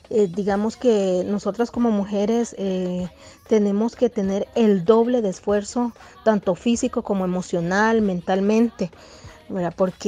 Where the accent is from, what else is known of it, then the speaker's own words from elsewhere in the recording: El Salvador; now in Costa Rica; como mujer salvadoreña, viviendo acá en Costa Rica